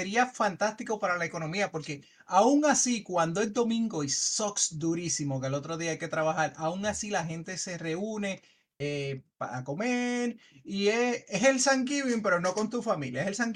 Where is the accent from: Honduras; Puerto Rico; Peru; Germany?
Puerto Rico; Nosotros somos los únicos puertorriqueños.